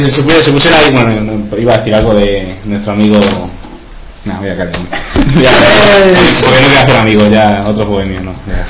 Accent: Salamanca, Castile and León, Spain; el padre Rivera sabe que somos de Salamanca.

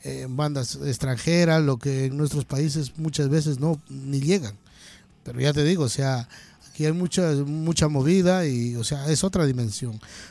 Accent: Ecuador; now in Chile; yo soy ecuatoriano, yo llevo por acá un porrón de años, así que, o sea, también vengo de un país muy pequeño

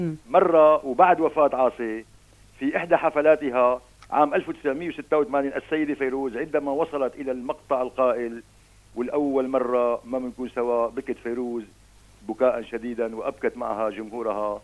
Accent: Beit Yashout, Latakia Governorate, Syria; جينا على بيت ياشوت اللي هي ضيعتنا نحن بالأساس.

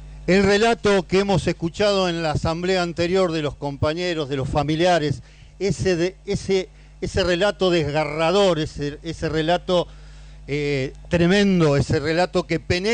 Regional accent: Santa Fe, Argentina; Yo vengo de una provincia de Santa Fe donde reina el socialismo, compañero.

